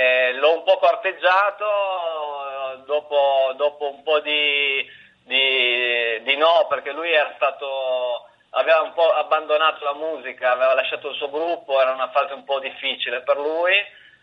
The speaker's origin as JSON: {"language": "Italian", "town": "Cuneo", "region": "Piedmont", "country": "Italy", "said": "Io, Riccardo e Cristiano veniamo dalla provincia d'Italia, da una delle tante province d'Italia, da Cuneo, che è un paese a sud di Torino, vicino ai Monti, un luogo dove non ci sono molti stimoli culturali"}